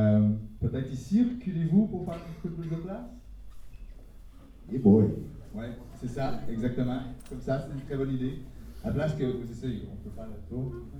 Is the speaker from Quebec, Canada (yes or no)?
yes; Montreal, Quebec, Canada; Je viens de Montréal, donc si mon accent est difficile, je m'excuse.